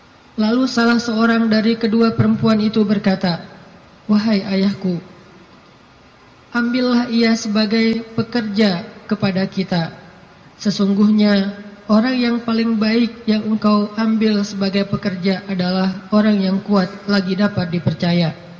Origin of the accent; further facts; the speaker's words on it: Aceh, Indonesia; also born or lived in Egypt; now in Bandung, Indonesia; Saya orang Aceh asli, anak dari orang tua yang mungkin bukan orang kaya, tapi tiba-tiba Allah mentakdirkan saya kuliah di Mesir, lalu pulang dari Mesir saya tinggal di Bandung.